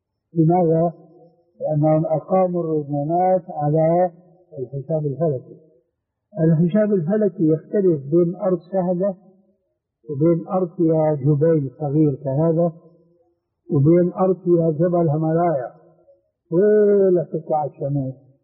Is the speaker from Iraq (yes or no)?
no; Jordan; خاصة عندنا في الأردن جميل جدا